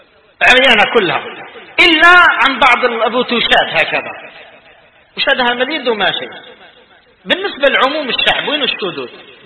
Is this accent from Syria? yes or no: no; Algeria; وإحنا يتقدر تخرجنا شدود في الأمة كجزائريين مثال،